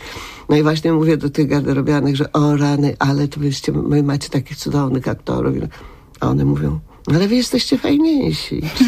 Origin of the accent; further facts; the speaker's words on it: Łódź, Łódź Voivodeship, Poland; choć ja jestem z Łodzi, a nie z Krakowa